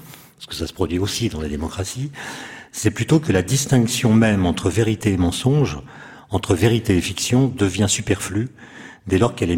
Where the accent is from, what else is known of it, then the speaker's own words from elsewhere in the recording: France; Peuvent se passer aux États-Unis ou chez nous en France, mais surtout aux États-Unis.